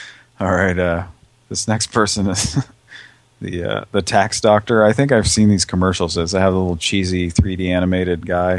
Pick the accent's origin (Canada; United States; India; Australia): Canada; I'm sorry. I'm from Canada.